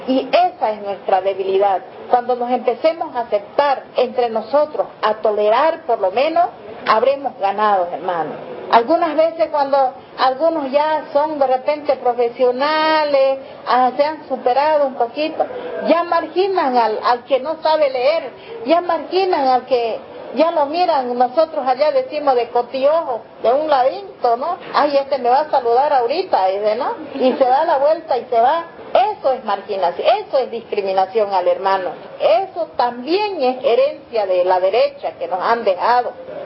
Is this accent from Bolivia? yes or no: yes; Bolivia; born there; first language Guarani; Spanish is a second language; Mi idioma es guaraní, hablo guaraní. Bueno, existen comunidades cautivas en Bolivia y una de las personas que ha nacido en cautiverio es mi persona. Vengo de una familia cautiva.